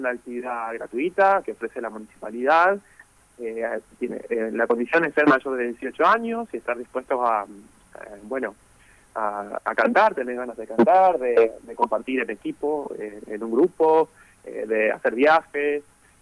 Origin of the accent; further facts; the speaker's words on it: Gálvez, Santa Fe, Argentina; yo soy de Galvez